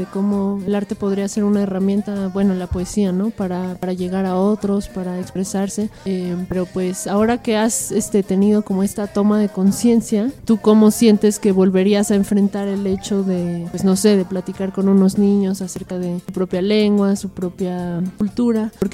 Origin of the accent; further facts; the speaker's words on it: Mexico; ¿cómo sientes que podríamos enfrentar la discriminación como mexicanos, ¿no?